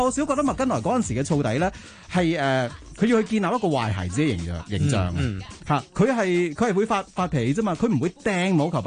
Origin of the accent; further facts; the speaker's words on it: Guangdong, China; 但系我哋作为广东人，觉得即系广东话咧有只即系，其实系。好 dynamic 嘅一個語言嚟